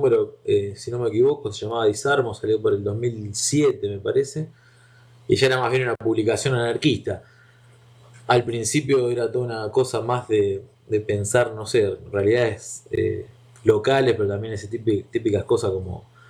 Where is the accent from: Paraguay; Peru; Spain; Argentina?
Argentina; Rosario, Santa Fe; de Rosario, Argentina.